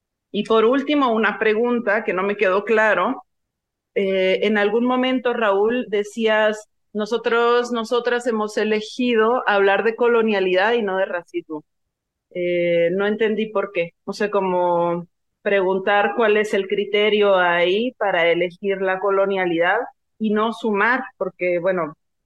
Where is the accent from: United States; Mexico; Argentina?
Mexico; Sonora; Yo soy del norte, yo soy de Sonora